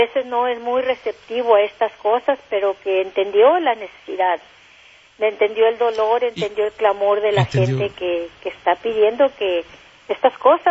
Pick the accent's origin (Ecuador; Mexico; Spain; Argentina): Mexico; now in Pomona, United States; Yo soy nacida y criada en México